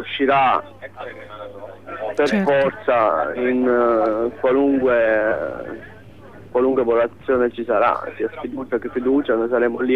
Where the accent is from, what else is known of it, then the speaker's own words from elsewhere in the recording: Pisa, Tuscany, Italy; Siamo da Pisa, sono stati fatti 12 pullman, quindi diciamo